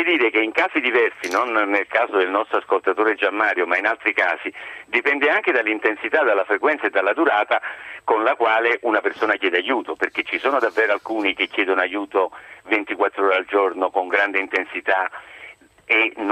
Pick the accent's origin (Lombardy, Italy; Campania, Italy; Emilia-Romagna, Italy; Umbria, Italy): Campania, Italy; Naples; come napoletani siamo leggermente più bravi, c'è una cultura più millenaria su questo